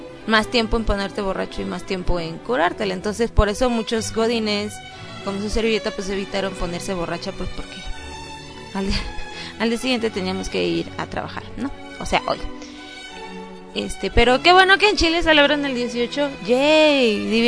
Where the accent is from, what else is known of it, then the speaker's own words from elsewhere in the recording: Mexico; para que sepan qué es lo que hacemos en México, cómo somos los mexicanos y así.